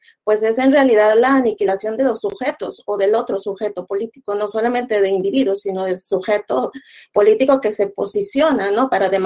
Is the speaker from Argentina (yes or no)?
no; Mexico; Bueno, yo soy mexicana, vivo en la frontera entre México y Estados Unidos